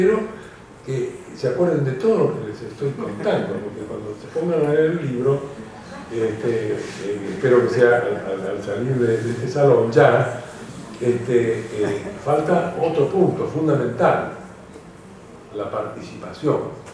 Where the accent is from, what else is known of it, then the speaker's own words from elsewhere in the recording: Argentina; Los que somos de Argentina sabemos lo que nos está pasando con el dengue en este momento.